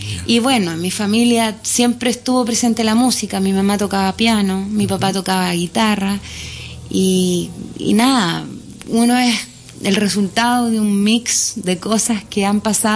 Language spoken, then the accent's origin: Spanish; Curicó, Maule, Chile; Yo soy curicana. Curicana, yo soy de Curicó, sí.